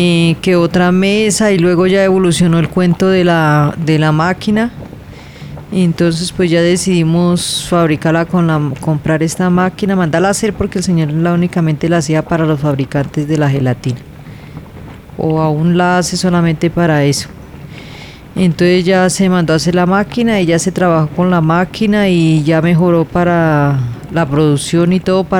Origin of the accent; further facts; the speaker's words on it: Puente Nacional, Santander, Colombia; tengo 43 años y soy de Puente Nacional, Santander del Sur.